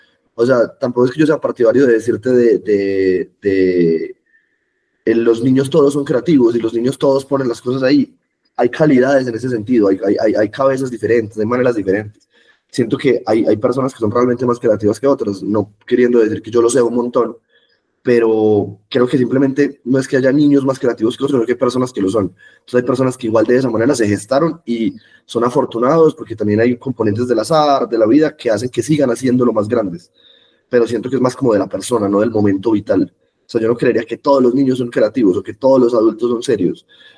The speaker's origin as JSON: {"language": "Spanish", "town": "Medellín", "region": "Antioquia", "country": "Colombia", "tie": "born or raised there", "said": "Yo crecí toda la vida en Medellín, Lucas. Toda la vida. Mi familia es pues como tiene como ascendencia rural de Medellín, y mis papás son muy de Medellín, entonces yo he criado, pues crecí toda mi vida en Medellín realmente."}